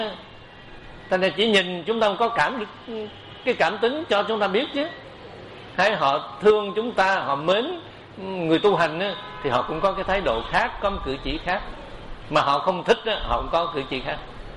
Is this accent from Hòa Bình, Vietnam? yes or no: no; Cu Chi, Ho Chi Minh City, Vietnam; Tại tôi xuất thân ở Củ Chi, cho nên cái đất Củ Chi này là bà con nhiều. Và tôi ở thành phố này nữa cũng vậy.